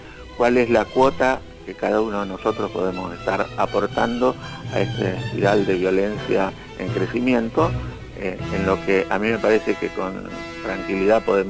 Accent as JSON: {"language": "Spanish", "country": "Argentina", "said": "entonces que somos los argentinos."}